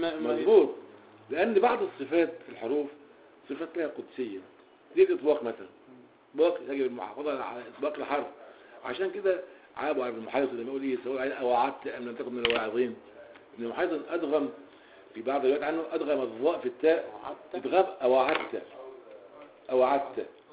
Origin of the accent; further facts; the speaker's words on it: Egypt; من اللغويين السابقين في العصر الحديث عندنا في مصر